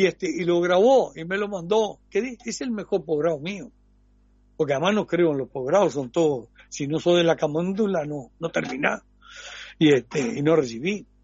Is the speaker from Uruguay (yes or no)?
yes; Durazno, Uruguay; Sí, he nacido porque en Durano, el que no es milico, no existe. Y mi padre era coronel de caballería. Y entonces, como estaba caballería allá, nací allá.